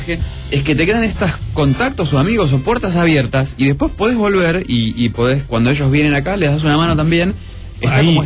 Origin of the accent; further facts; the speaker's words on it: Argentina; de Argentina, soy mago.